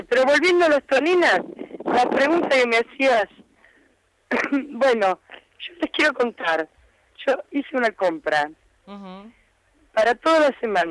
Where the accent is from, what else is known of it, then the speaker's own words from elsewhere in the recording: Buenos Aires, Argentina; los porteños, porque yo soy porteña en tercera generación, los porteños integramos